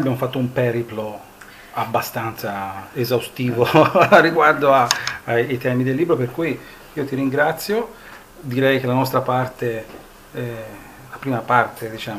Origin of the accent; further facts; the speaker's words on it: Bolzano, Trentino-Alto Adige, Italy; io vengo da una regione dove chiunque parli, vengo da Bolzano